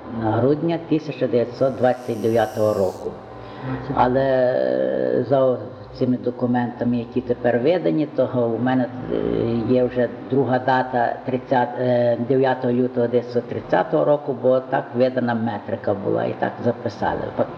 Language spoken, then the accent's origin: Ukrainian; Sadzhavka, Ivano-Frankivsk Oblast, Ukraine; Народився в селі Саджовці, це Надвернянського району, на межі Гуцульщини, село моє над Прутом. Батьки мої селяни, в даній місцевості вони були відомі українські патріоти.